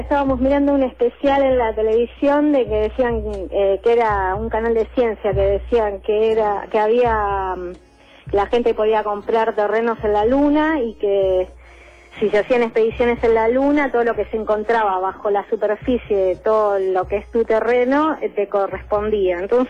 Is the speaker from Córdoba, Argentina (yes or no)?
no; Buenos Aires, Argentina; No, del barrio de La Boca.